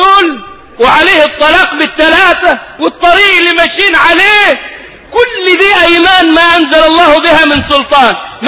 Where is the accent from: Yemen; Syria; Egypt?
Egypt; ده مفتاح كلامنا كمصريين